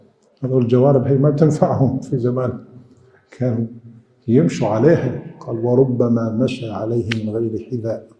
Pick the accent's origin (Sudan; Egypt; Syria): Syria; عندنا في الشام في سوريا